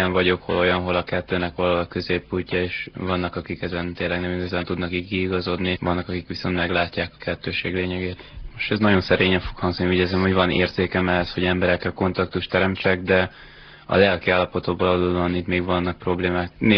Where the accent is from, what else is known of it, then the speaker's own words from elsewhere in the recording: Szeged, Csongrád-Csanád, Hungary; moved away as an adult; now in Budapest, Hungary; Szegedi vagyok. Pontosan egy éve költöztem fel Budapestre